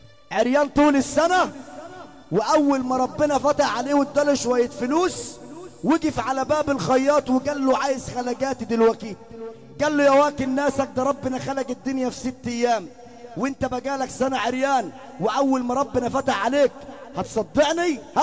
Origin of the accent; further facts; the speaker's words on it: Cairo, Cairo Governorate, Egypt; اقسم برب ولادي انا من القاهرة